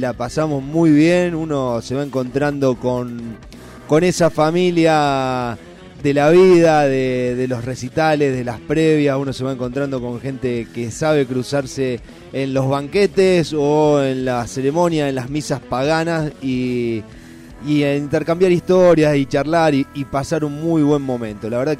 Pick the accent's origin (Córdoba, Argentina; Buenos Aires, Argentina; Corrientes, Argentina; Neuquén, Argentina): Buenos Aires, Argentina; Soy de Buenos Aires, soy porteño.